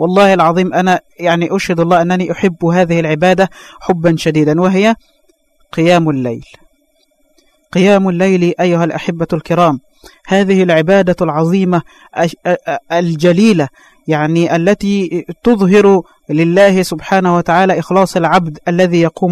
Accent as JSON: {"language": "Arabic", "country": "Egypt", "said": "وإحنا عندنا في مصر مثل بيقول النوم سلطان"}